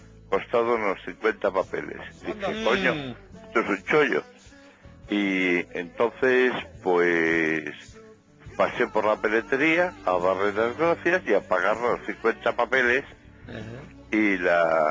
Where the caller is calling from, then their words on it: Santander, Cantabria, Spain; Te llamo de Santander, desde el jardinero.